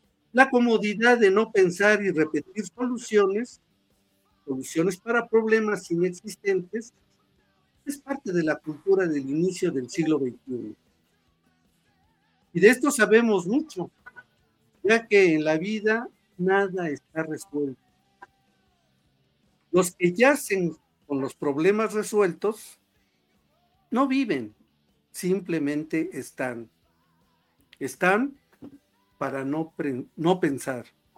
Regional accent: Mexico; cuán distintos somos los mexicanos a otros humanos

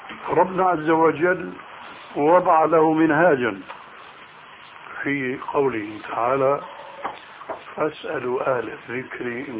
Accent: Syria; صار بقى لسان حاله كما يقولون عندنا في سوريا: يا أرض اشتدي ما حدا عليك يأدي

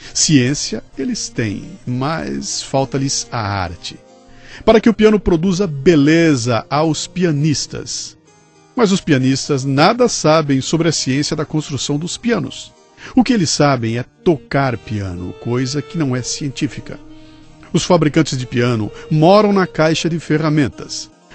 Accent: Minas Gerais, Brazil; me lembrei com saudade da minha infância em Minas.

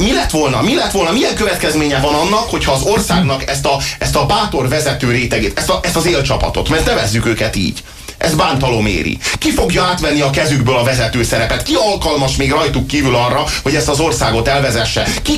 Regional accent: Budapest, Hungary; Főleg a főváros miatt aggódunk, tekintettel, hogy budapestiek vagyunk, én is, és Magyar Dávid kollégám is

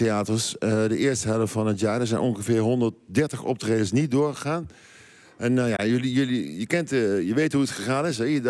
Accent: Nijmegen, Gelderland, Netherlands; ik kom uit Heesveld. Dat is eigenlijk zeg maar de nieuwbouwbuurt uit de jaren 50 van Hees.

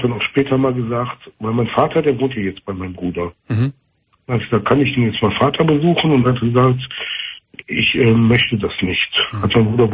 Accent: North Rhine-Westphalia, Germany; ich komme aus dem Kölner Raum

